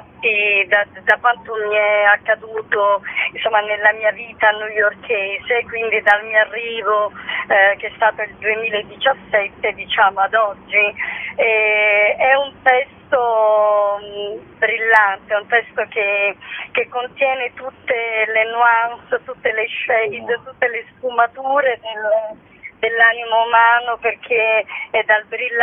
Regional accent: Sicily, Italy; perché io sono siciliana

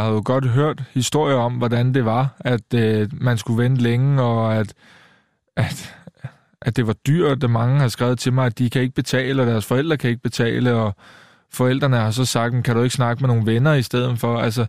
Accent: Køge, Zealand, Denmark; og i Køge, hvor jeg kommer fra, der var jeg den yngste

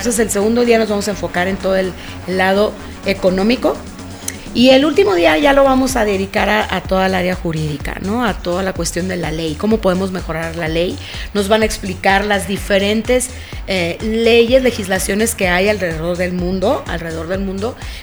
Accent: Mexico; cuánto nos cuesta a ti y a mí como mexicanos estar soportando esa situación

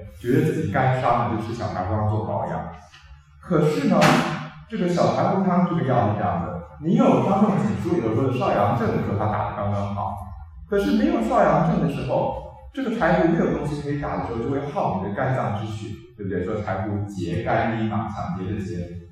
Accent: Taiwan; 典型的情志上的肾阴实就是我们台湾人说的狭义忧郁症

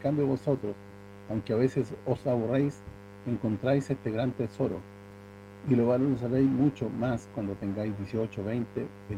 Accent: Sicily, Italy; Spanish is a second language; Esto es lo que me queda por hacer en mi tierra, en Sicilia y también en Latinoamérica, junto a ustedes.

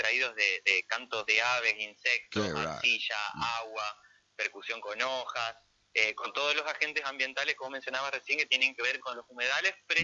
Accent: Concordia, Entre Ríos, Argentina; yo soy de Concordia y esto es nuestro.

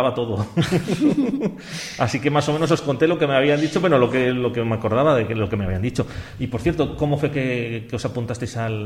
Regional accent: Nájera, La Rioja, Spain; Mira, pues estamos nosotros, que somos de La Rioja, de Nájera.

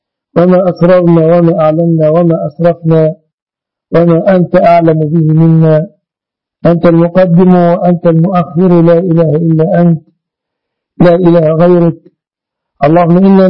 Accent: Egypt; اللهم احفظ بلادنا مصر آمنة مطمئنة وسائر بلاد المسلمين يا رب العالمين

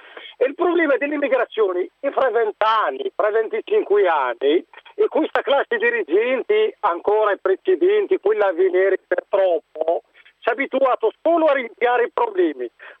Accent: Morocco; Italian is a second language; now in Italy; Io sono del Marocco.

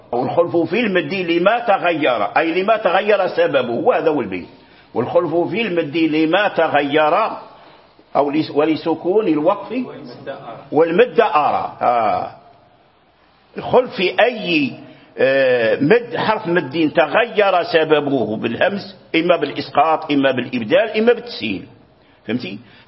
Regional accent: Fez, Fès-Meknès, Morocco; يعني بفاس عندنا بفاس وجرى به العمل

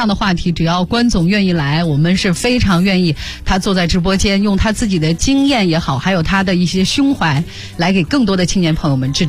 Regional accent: Zuoquan, Shanxi, China; 还有大家可以听听我的家乡小调，就左权民歌。

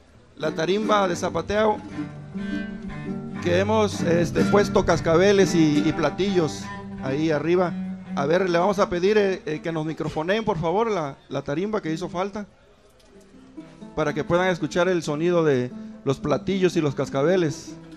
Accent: Coatzacoalcos, Veracruz, Mexico; Polígono Sur era el barrio donde nacieron mis hijos, donde yo me crié, donde viví por quizás 30 años, de allá de Coatzacoalcos, Veracruz.

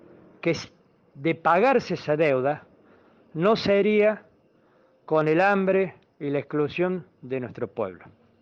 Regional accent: Argentina; son los mismos motivos que hoy nos toca enfrentar como pueblo argentino.

